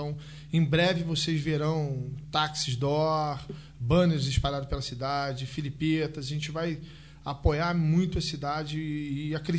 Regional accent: Petrópolis, Rio de Janeiro, Brazil; now in Nova Friburgo, Brazil; É uma cidade muito parecida com a minha cidade natal. Eu sou de Petrópolis, eu sou também filho da região serrana.

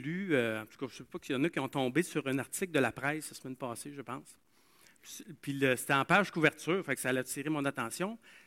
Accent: Asbestos, Quebec, Canada; là où j'ai grandi, il y avait la mine, j'ai grandi à Asbestos, il y avait une mine d'amiante.

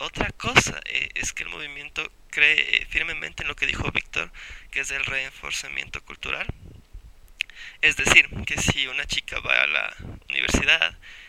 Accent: Quito, Pichincha, Ecuador; Creo que todos somos de Quito

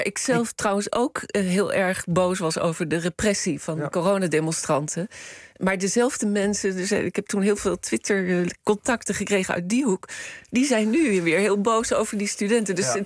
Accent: The Hague, South Holland, Netherlands; ik denk zelf aan de boerendemonstraties waar ik als Hagenaar twee keer mee geconfronteerd werd in oktober 2019.

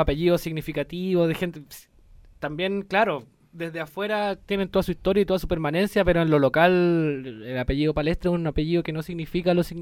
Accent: San Miguel, Santiago Metropolitan, Chile; Cruzamos la Panamericana y nos criamos allí en San Miguel.

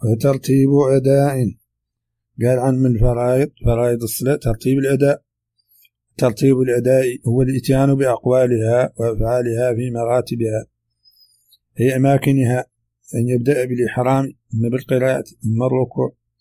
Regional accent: Mauritania; accent: Hassaniya; هذه ترجمة كلمات من لهجتنا الحسانية

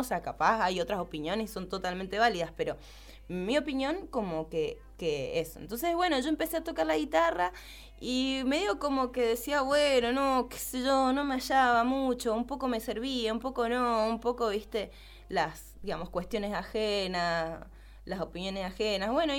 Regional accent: Buenos Aires, Argentina; yo soy de allá de Buenos Aires

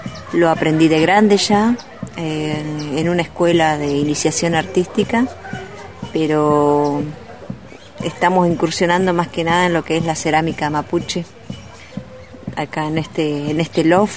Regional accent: Junín de los Andes, Neuquén, Argentina; De la provincia de Neuquén, Junín de los Andes, y la comunidad de donde vengo es a 28 kilómetros ahí de Junín, comunidad Painéfilú. Si bien soy nacida en Lafkenche, en la zona de los lagos, Paimún, de ahí vengo.

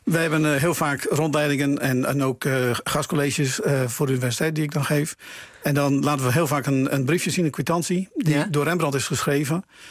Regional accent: Drenthe, Netherlands; born there; Ik ben geboren in Drenthe, ja.

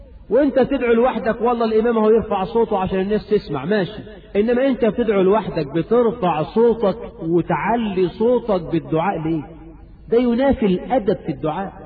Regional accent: Egypt; وعندنا في مصر حاجات غريبة يا أخي

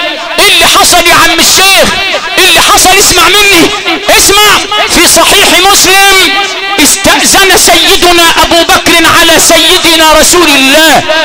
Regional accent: Al Sharqia Governorate, Egypt; لذلك عندنا في الشرقية مثل، يقولوا لنا في الشرقية، مش عارف موجود في صعيد مصر ولا لا

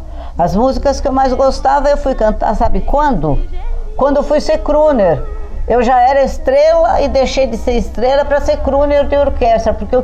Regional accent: São Paulo, Brazil; born there; Eu nasci em São Paulo mesmo, nasci no Brás. Na época que eu nasci, ele era tido como um bairro de artistas.

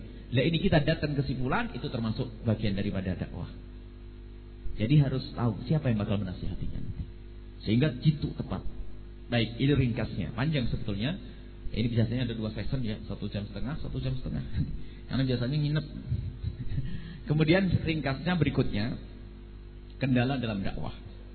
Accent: East Java, Indonesia; now in Cirebon, Indonesia; Dulu waktu masuk Cirebon, kita pendatang orang dari Jawa Timur.

